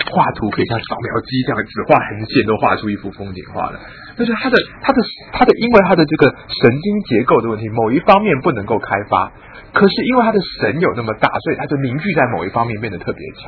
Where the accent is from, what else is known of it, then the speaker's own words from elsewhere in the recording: China; 我们中国人说心为君主之官